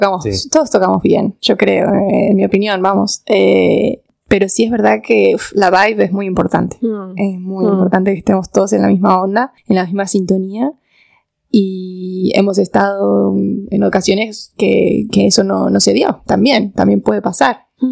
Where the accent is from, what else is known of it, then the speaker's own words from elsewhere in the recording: Argentina; now in Spain; nosotros no somos los únicos argentinos.